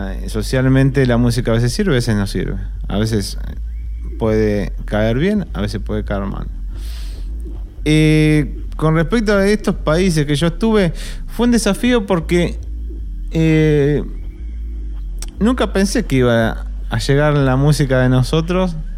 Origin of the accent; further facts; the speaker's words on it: La Plata, Buenos Aires Province, Argentina; born there; pero yo nací en La Plata, a 10 minutos del río, de La Plata.